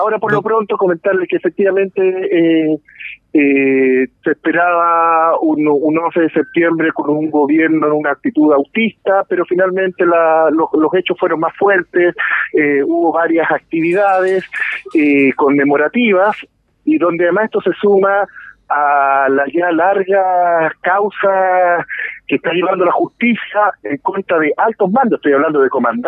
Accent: Chile; yo creo que como chilenos, como sociedad, debemos sentirnos orgullosos

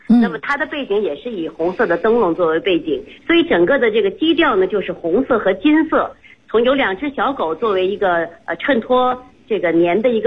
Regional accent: Beijing, China; 像我们北京人经常熟悉像京巴

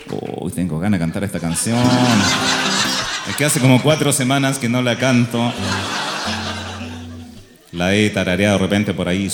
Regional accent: Chile; Somos soñadores, los chilenos soñamos

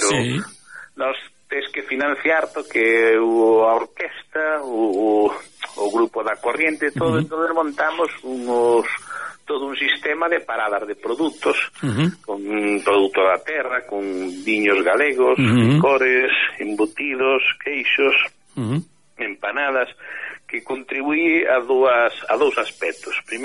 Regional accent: Galicia, Spain; Decir, todos somos galegos, nos preocupa a cultura galega, a lingua galega.

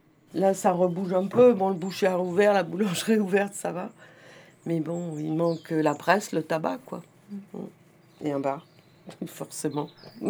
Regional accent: Serres, Provence-Alpes-Côte d'Azur, France; born there; Moi, je suis née à Serres. Ma maman était institutrice à Serres. Je suis partie, j'avais un an, et je suis revenue en 75.

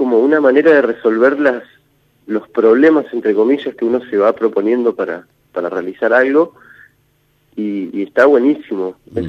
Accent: Viedma, Río Negro, Argentina; porque obviamente yo soy de Viedma

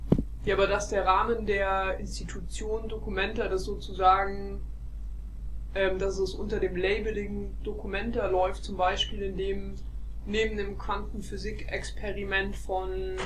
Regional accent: Munich, Bavaria, Germany; Ich komme aus München und studiere auch zufällig in München, habe ein Auslandssemester in Venedig an der Venice International University gemacht

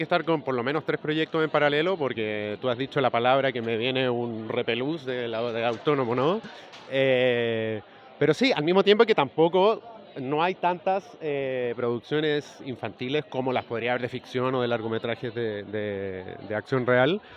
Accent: Chile; yo soy chileno y estoy hace 6 años.

